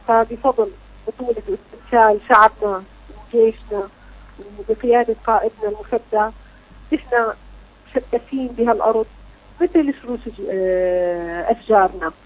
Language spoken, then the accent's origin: Arabic; Syria; نحن بتاريخنا سوري موجود عندنا كان قادة جيوش